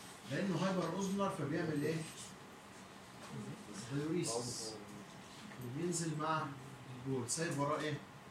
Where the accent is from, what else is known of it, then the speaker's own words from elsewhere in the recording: Egypt; بس للاسف مش موجود عندنا في مصر